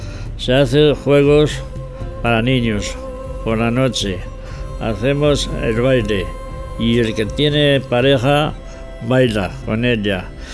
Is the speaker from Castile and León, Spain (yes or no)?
yes; San Juan de la Nava, Castile and León, Spain; Bienvenido al programa Sanjuaniego, donde hablamos de las historias y costumbres de mi pueblo, San Juan de la Nava. Un pequeño pueblo de unos 300 habitantes, situado en la provincia de Ávila, a 30 kilómetros de la ciudad.